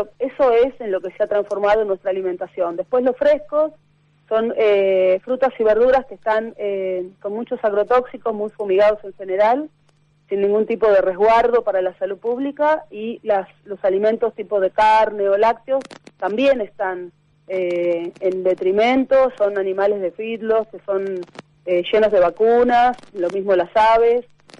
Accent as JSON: {"language": "Spanish", "region": "Buenos Aires", "country": "Argentina", "said": "uno tiene también la tendencia como porteña a tener una mirada como muy centrista de Buenos Aires o conurbano"}